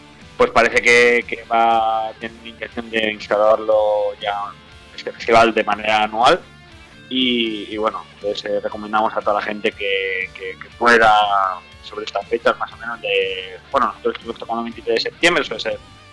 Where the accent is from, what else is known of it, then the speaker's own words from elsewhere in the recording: Manises, Valencian Community, Spain; nosotros somos los de Manises, excepción de Alex, que es el bajista. Somos la que de Manises